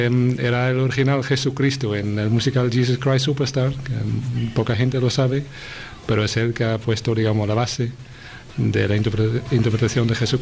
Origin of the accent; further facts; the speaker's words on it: Netherlands; Spanish is a second language; Pues de Holanda, como ya se puede detectar de mi acento. Aunque mucha gente piense que yo soy alemán